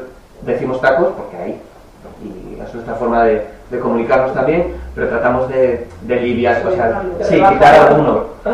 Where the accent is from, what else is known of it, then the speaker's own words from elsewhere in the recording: Asturias, Spain; accent: Asturian; Lo que hemos intentado es que cuando vamos fuera, seguimos siendo asturianos, o sea, no se pierde nunca el acento.